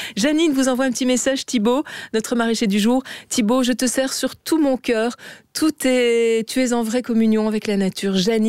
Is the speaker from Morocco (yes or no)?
no; Belgium; comment réhabiliter bien ce qu'on fait de mieux chez nous en Belgique?